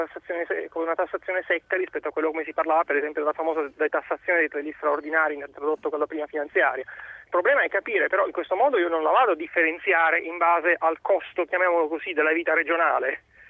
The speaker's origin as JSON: {"language": "Italian", "town": "Bari", "region": "Apulia", "country": "Italy", "lives_now": "Milan, Italy", "said": "siamo da Milano, però sono del sud, vengo da Bari per la precisione"}